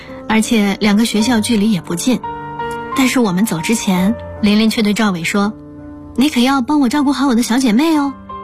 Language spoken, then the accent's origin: Chinese; South China, China; 我的老家在南方的一座小城里